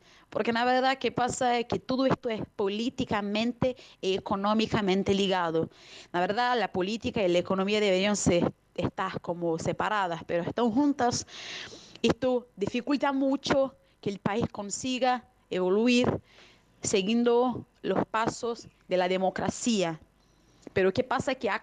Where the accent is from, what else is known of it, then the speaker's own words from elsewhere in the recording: Rio de Janeiro, Brazil; Spanish is a second language; Yo hablo de Río de Janeiro. Yo tengo 58 años, soy brasileña